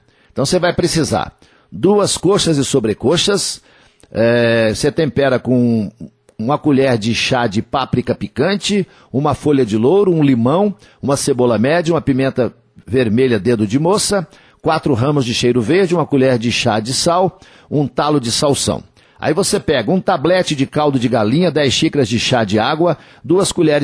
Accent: Coromandel, Minas Gerais, Brazil; Dia 5 de julho tem show de … no Parque de Exposições Antônio Dagger, lá na minha terra, em Coromandel, na Festa do Leite, na Feira do Leite

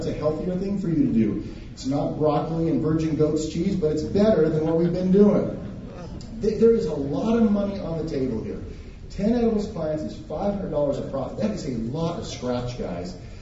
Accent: Montana, United States; I'm from Montana. I love dead animals.

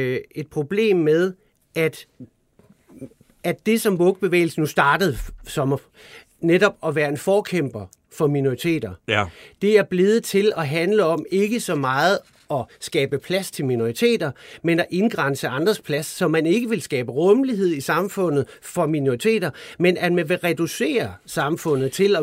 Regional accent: West Jutland, Denmark; men jeg kommer altså også over fra Bibelbæltet

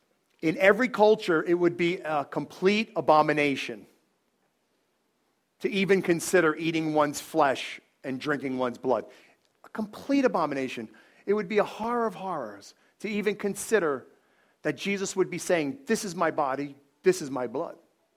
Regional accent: Bronx, New York, United States; I'm not yelling, I'm talk like this. This is, I'm from the Bronx. I'm Italian.

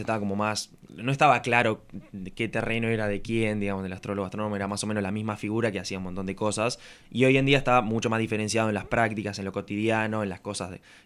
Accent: Nueve de Julio, Buenos Aires Province, Argentina; born there; en mi pueblo, donde, bueno, en la ciudad donde yo nací, había un grupo de astronomía

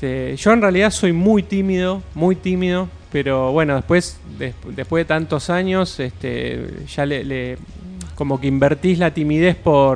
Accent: Avellaneda, Buenos Aires Province, Argentina; somos en mayoría de Avellaneda, de Sarandí

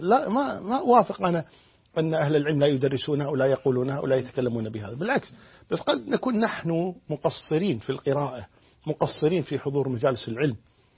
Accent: Kuwait; يعني عندنا في الكويت الله الحمد لله في توجه قوي جدا

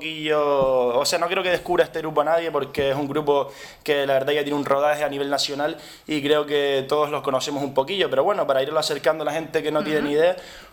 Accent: Las Palmas de Gran Canaria, Canary Islands, Spain; De Las Palmas, de Gran Canaria.

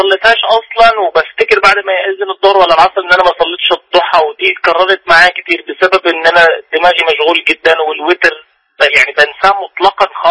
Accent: Syria; يعني عامة أنا من سوريا وفي المكان ده

